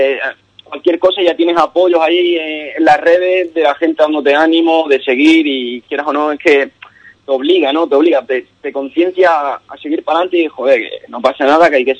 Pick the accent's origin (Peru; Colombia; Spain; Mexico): Spain; Ubrique, Andalusia; Ubrique es mi pueblo y vamos, aquí todo el rayo sabe que soy de Ubrique